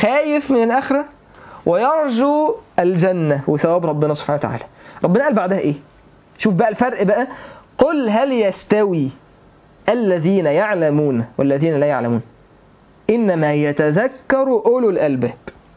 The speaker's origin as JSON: {"language": "Arabic", "town": "Mansoura", "region": "Dakahlia", "country": "Egypt", "said": "حضرت جنازه شباب في عندنا في المنصوره"}